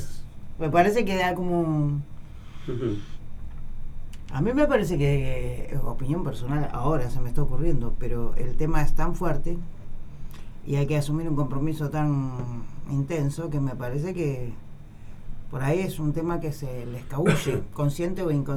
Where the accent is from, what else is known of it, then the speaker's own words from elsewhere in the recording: Uruguay; moved away; No, 80 y pico no, porque yo soy uruguaya, vine después.